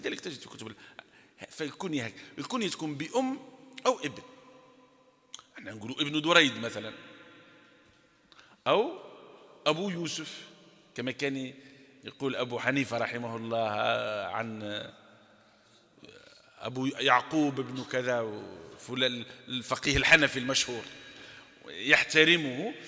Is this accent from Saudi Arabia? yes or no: no; Algeria; أو حتى شائع عندنا في الجزائر في غير سوف